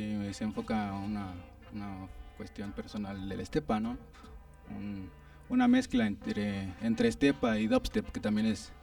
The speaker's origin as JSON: {"language": "Spanish", "town": "Tlalnepantla", "region": "State of Mexico", "country": "Mexico", "said": "Sí, somos del norte de Tlanepantla."}